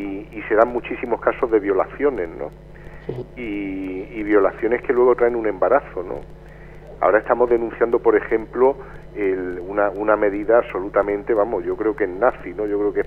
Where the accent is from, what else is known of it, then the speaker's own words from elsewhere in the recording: Spain; A nosotros como españoles, bueno, se nos respeta un poco más y demás